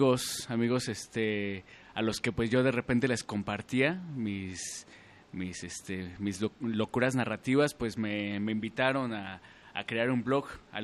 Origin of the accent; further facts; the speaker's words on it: Mexico City, Mexico; Pues yo vengo de la Ciudad de México, antes DF, como bien lo dijiste. Creo que pertenezco todavía al DF, pero pues bueno, estoy aquí por motivos amorosos